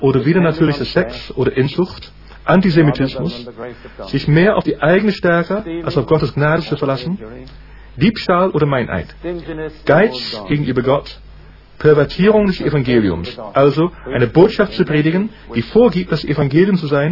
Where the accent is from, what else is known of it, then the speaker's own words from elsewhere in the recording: United Kingdom; Ich bin Brite durch und durch.